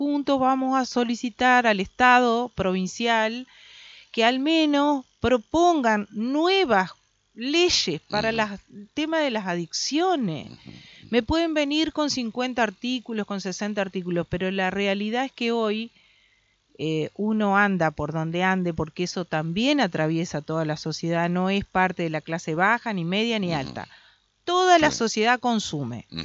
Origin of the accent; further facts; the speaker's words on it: Concordia, Entre Ríos, Argentina; Yo soy de Concordia, nací en Concordia, ¿me entendés?